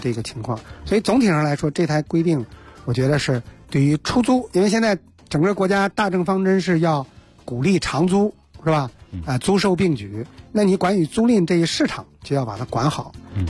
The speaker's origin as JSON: {"language": "Chinese", "region": "Hebei", "country": "China", "tie": "born or raised there", "said": "现在我们像我们老家河北省基本上就是二分地"}